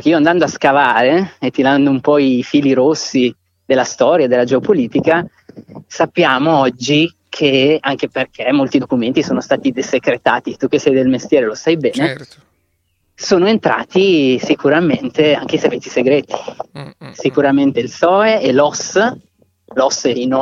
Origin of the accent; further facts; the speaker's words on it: Piedmont, Italy; la Val d'Ossola, che è la mia terra d'origine.